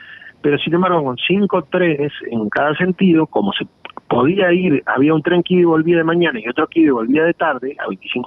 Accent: San José, Uruguay; uno soy de San José y otro de Florida

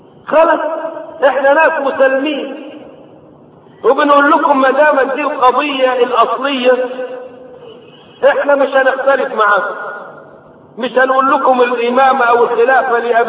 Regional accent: Egypt; ضريح عندنا في مصر

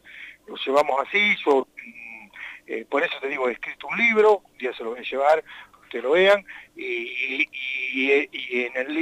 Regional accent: La Pampa, Argentina; born there; also born or lived in Buenos Aires Province; Nací en La Pampa, después fui a vivir en la provincia de Buenos Aires

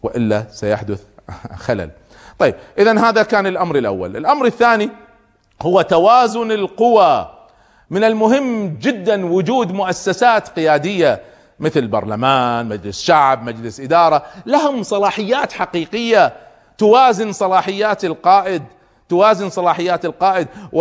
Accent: Kuwait; يعني في بعض الدول مثل عندنا في الكويت

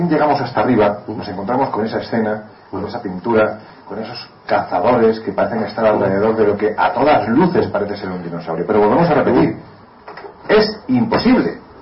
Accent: Andalusia, Spain; como soy andaluz, como casi todos vosotros, toco madera

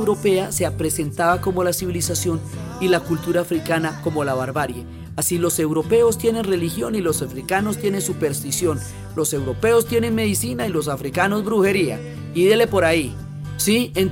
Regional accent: Colombia; en nuestra historia y en nuestra propia percepción como colombianos, tenemos muchísima información europea

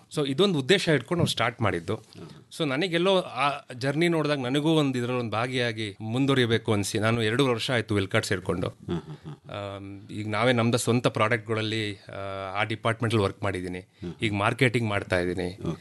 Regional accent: Thirthahalli, Karnataka, India; ನಾನೇನು ಸಿಟಿಗಳಲ್ಲಿ ಕೆಲಸ ಮಾಡ್ಕೊಂಡಿದ್ದೆ, ನಾನು ಮೂಲತಃ ಬಂದಿರೋದು ತೀರ್ಥಹಳ್ಳಿಯಿಂದ

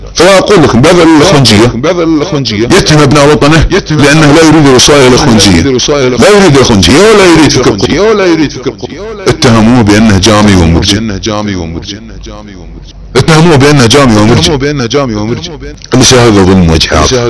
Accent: Saudi Arabia; التي تربينا عليها في بلادنا السعوديه

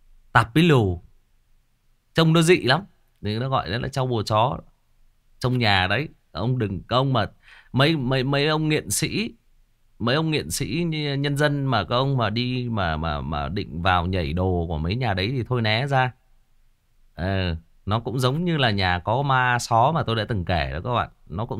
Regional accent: Northwest, Vietnam; bố mẹ tôi thì là người Kinh, thế nhưng mà tôi sinh ra lớn lên thì là ở miền Sơn Cước, mà cái thời gian tôi ở trong bản với người đồng bào thì cũng rất là dài, trong bản sâu luôn.

